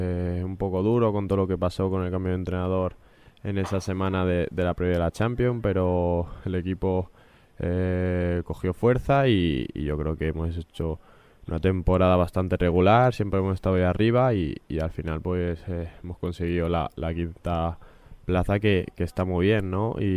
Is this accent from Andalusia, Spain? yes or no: no; Talavera de la Reina, Castilla-La Mancha, Spain; moved away; Muy bien, aquí de vacaciones en mi tierra y disfrutando de mi gente un poquito.